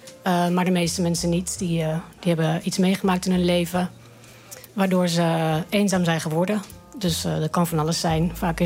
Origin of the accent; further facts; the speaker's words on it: Apeldoorn, Gelderland, Netherlands; Hoewel de omgeving van Apeldoorn natuurlijk schitterend is.